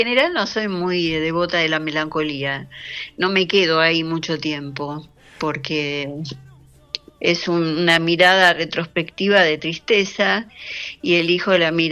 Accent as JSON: {"language": "Spanish", "region": "Buenos Aires", "country": "Argentina", "tie": "born or raised there", "said": "yo soy re porteña, nací en lo que ahora es Palermo Hollywood, pero en ese entonces eran las inmediaciones de un mercado, el mercado de Dorrego. Ajá. Así que no era tan cool el barrio. Era mi barrio querido"}